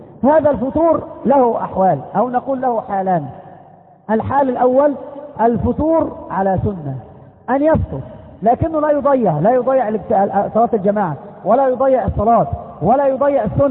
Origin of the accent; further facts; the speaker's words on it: Egypt; كما قالوا عندنا في مصر مثل يقارب هذا المعنى